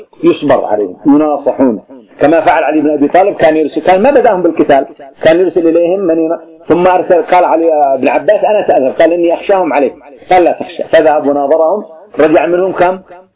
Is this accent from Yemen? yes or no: yes; Yemen; مثل القبائل عندنا في اليمن تبغي حاشد على سنحان واعتدت عليها